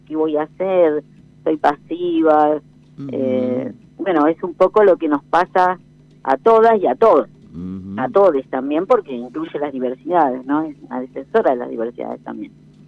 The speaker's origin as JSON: {"language": "Spanish", "town": "General Pico", "region": "La Pampa", "country": "Argentina", "said": "Somos las dos de General Pico."}